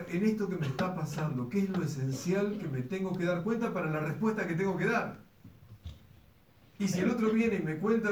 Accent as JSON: {"language": "Spanish", "country": "Argentina", "said": "Como argentinos hay una materia que cursar."}